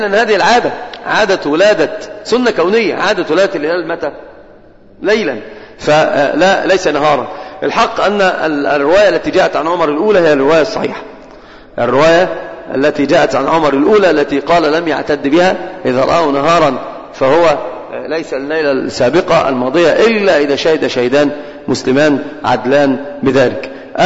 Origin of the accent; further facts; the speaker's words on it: Egypt; كنا في بادئ الالتزام صراحة عندنا في مصر